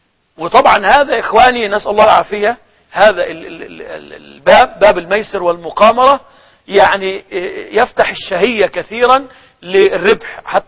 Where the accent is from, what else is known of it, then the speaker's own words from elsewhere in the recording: Egypt; هو اللي كان عندنا في مصر يقول عليه اليانصيب